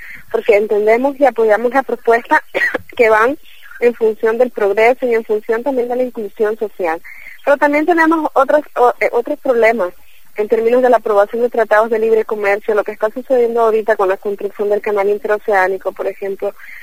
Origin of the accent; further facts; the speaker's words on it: El Salvador; now in Nicaragua; Yo soy de El Salvador y vivo en Nicaragua